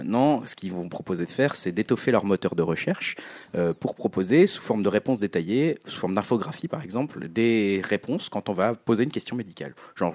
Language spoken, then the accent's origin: French; East, France; puisqu'on vient de l'Est. Enfin en tout cas, je viens de l'Est.